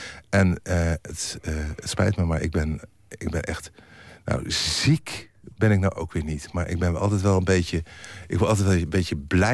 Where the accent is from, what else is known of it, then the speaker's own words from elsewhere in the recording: Bergen op Zoom, North Brabant, Netherlands; born there; Kijk, ik ben geboren in Bergen op Zoom.